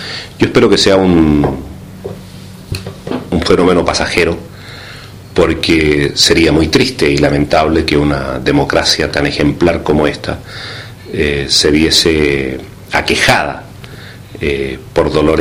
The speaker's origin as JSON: {"language": "Spanish", "country": "Chile", "said": "Lo digo como chileno, también como ciudadano agradecido de América Latina"}